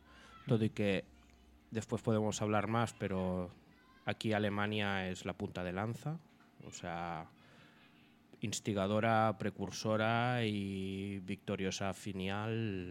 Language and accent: Spanish; Catalonia, Spain; moved away as an adult; yo llegué como persona que venía de Cataluña, ¿no? Que con mis 21 años me planté allí y creyendo que lo entendía todo.